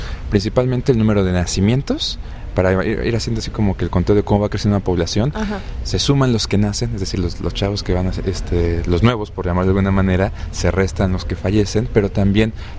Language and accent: Spanish; Mexico City, Mexico; no tengo un acento europeo, ¿verdad? nosotros venimos del Distrito Federal